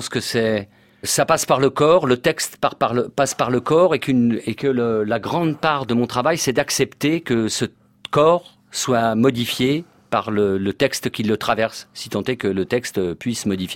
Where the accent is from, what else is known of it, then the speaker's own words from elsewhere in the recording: Saint-Maur-des-Fossés, Île-de-France, France; Je suis né en banlieue, dans le 94, à Saint-Maur-des-Fossés